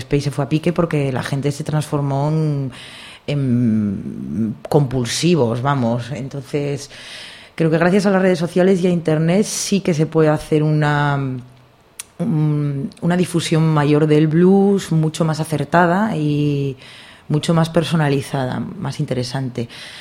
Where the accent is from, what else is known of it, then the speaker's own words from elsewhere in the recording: Asturias, Spain; resulta que siendo asturiana tengo poco que ofrecer sobre mi provincia.